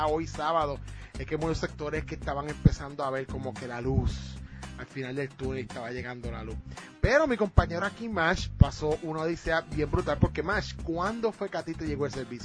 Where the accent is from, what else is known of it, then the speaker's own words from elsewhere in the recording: Ponce, Puerto Rico; porque por lo menos para mi pueblo yo no tuve luz, no había luz en Ponce